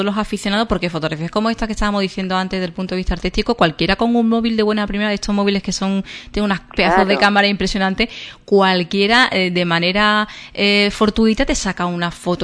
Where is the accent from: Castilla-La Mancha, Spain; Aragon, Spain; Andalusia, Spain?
Andalusia, Spain; Ubrique; lo pasa que yo soy de Ubrique y sé lo que es el Belén viviente